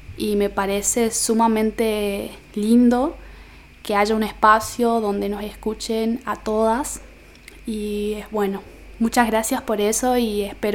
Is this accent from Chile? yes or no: no; Formosa, Argentina; Tengo 24 años y soy de Formosa Capital.